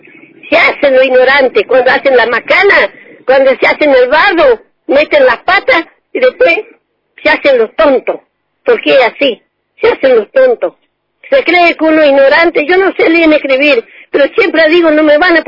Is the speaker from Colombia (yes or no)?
no; Argentina; y soy bien argentina.